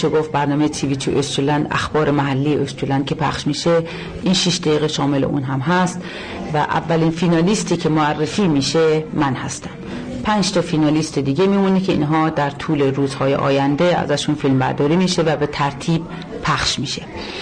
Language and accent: Persian; Iran; now in Aarhus, Denmark; به عنوان یک خارجی، به عنوان یک ایرانی باعث افتخار هست